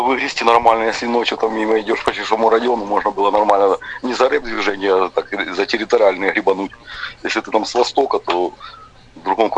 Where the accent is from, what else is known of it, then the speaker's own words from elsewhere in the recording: Starobilsk, Luhansk Oblast, Ukraine; also born or lived in Alchevsk; Я со Старобельска, я с Алчевска, понимаешь, потому что в каждом городе там было не по много пацанов